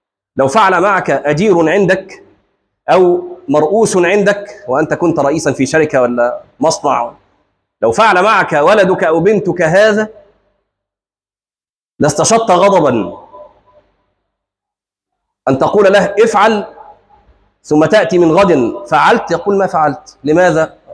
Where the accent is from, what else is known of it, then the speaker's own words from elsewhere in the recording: Egypt; وعندنا في مصر مثل مشهور